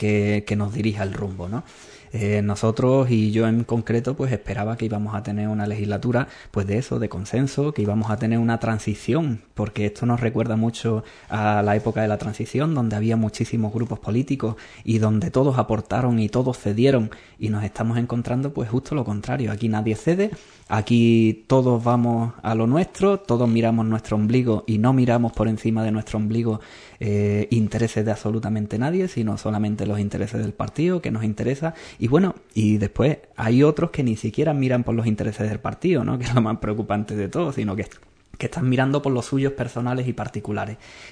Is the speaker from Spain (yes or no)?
yes; Spain; los que lo estamos sufriendo somos los españoles en su totalidad.